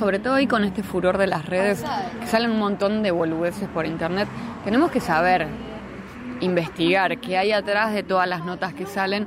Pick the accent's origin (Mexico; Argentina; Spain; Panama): Argentina; La Plata, Buenos Aires Province; Por ahora somos todos platenses, tenemos gente que vive en otros lugares